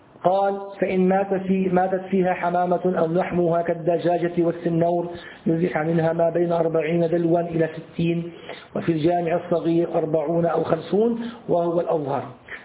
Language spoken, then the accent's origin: Arabic; Syria; عندنا في الشام يسمى أبو بريس،